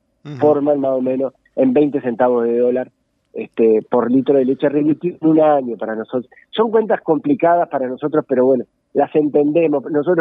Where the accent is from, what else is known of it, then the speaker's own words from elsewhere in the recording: Uruguay; tenemos como productores uruguayos tener el gran orgullo